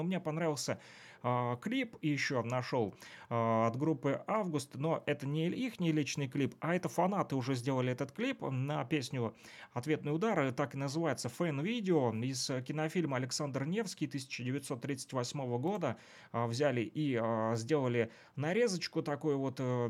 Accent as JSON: {"language": "Russian", "town": "Luhansk", "region": "Luhansk Oblast", "country": "Ukraine", "tie": "born or raised there", "lives_now": "Kirovsk, Ukraine", "said": "я тоже уроженец города Луганска, да, вот, несмотря на то, что проживаю в Кировске. Вот, сам я родом из Луганска."}